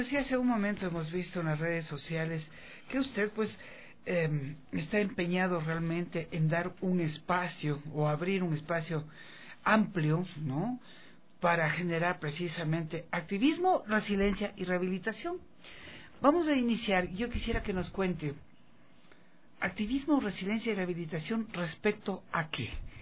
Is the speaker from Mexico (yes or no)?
no; Ecuador; que signifique una propuesta para mejorar nuestro nivel de vida como ecuatorianos